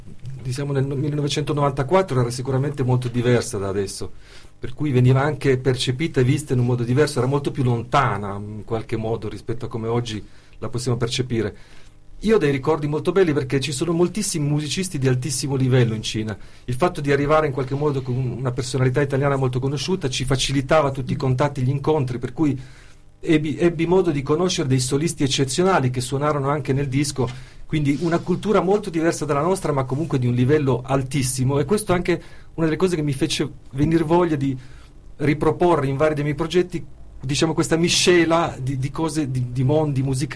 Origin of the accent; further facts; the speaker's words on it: Turin, Piedmont, Italy; Io sono torinese, abitavo lì, e quindi 18 anni, adesso sono 49